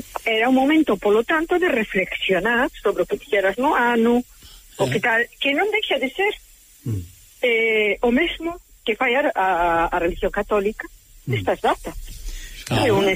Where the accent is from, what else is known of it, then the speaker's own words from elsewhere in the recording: Carril, Galicia, Spain; Mira, pero como eu son de Carril, será da Ameixa.